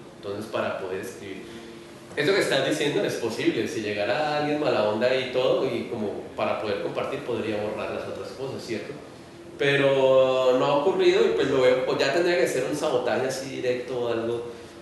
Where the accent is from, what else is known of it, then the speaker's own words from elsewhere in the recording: Cali, Valle del Cauca, Colombia; yo soy de Cali y en Cali hace como 6 meses están intentando hacer uno y no han podido.